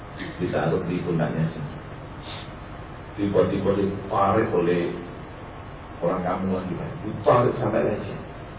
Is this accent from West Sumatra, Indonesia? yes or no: no; Lamongan, East Java, Indonesia; Karena kata di lamongan daerah saya itu 12 tahun.